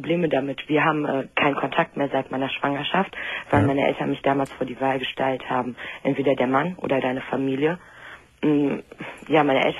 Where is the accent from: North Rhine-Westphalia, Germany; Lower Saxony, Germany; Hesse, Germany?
North Rhine-Westphalia, Germany; Düsseldorf; also ich komme aus Düsseldorf